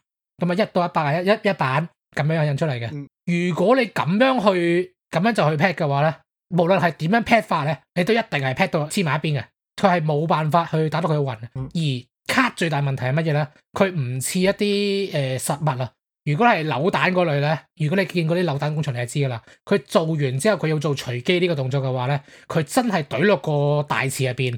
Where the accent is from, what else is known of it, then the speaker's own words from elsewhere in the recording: Hong Kong; 即系呢个暗闪同闪中闪系我哋香港人发明嘅